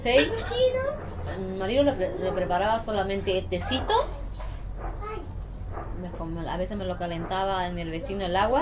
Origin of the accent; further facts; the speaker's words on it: Bolivia; now in Argentina; Cuando yo llegué de Bolivia con mi hija, él a mí me trató muy mal.